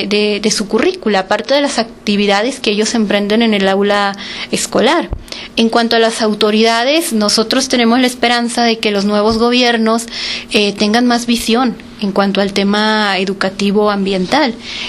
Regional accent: Mexico; Y nosotros la tenemos muy cerca como mexicanos y no la valoramos.

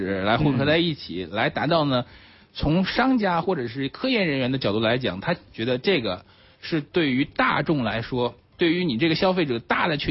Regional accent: China; 就是按照我们中国人的使用习惯啊

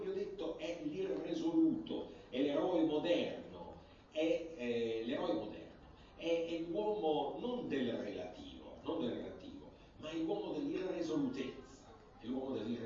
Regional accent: Rome, Lazio, Italy; Lo diciamo un po' alla romana, noi che siamo romani

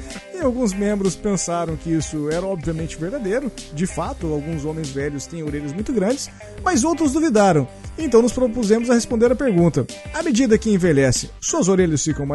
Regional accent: Paraná, Brazil; Vamos colocar uma capivara, já que somos paranaenses.

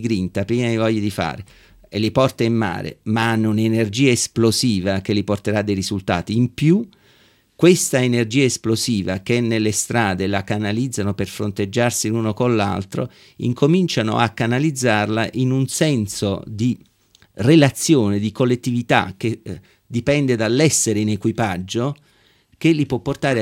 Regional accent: Naples, Campania, Italy; io sono napoletano e noi napoletani nasciamo e cresciamo con un senso di assoluta precarietà.

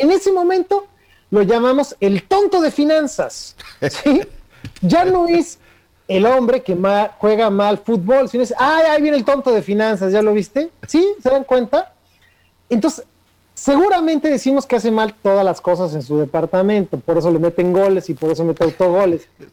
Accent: Mexico; algo que tenemos que hacer como mexicanos es aprender a conversar con los demás

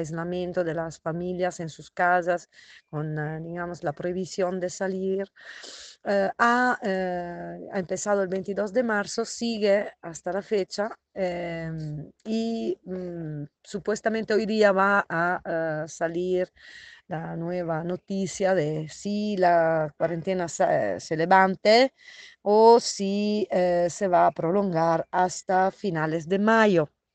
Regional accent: Italy; now in Bolivia; soy italiana, pero hace muchos años trabajo en Bolivia, en la cárcel San Pedro de La Paz.

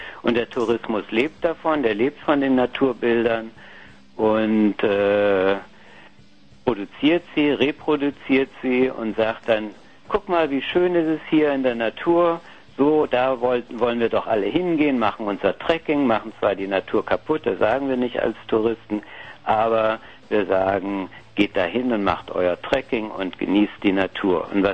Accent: Heidelberg, Baden-Württemberg, Germany; Ich bin in Heidelberg aufgewachsen.

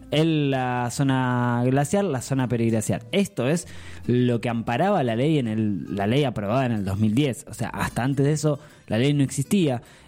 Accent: Argentina; esto es lo que nos marca como historia, como pueblo argentino, a no quedarse callados

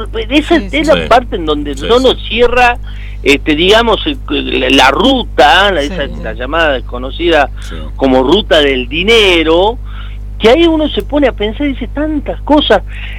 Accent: Jujuy, Argentina; Y para los que somos jujeños, porque estamos acostumbrados a estas cosas

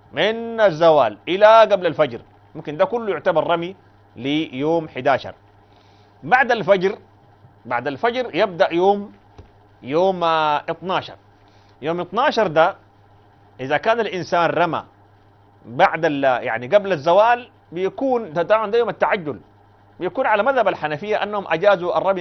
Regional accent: Sudan; دي عندنا في السودان بعيده ما يمكن اصلا يعني

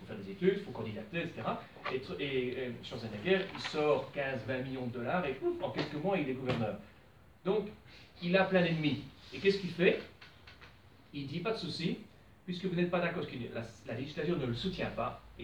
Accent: Belgium; davantage de pouvoir au niveau fédéré comme chez nous en Belgique.

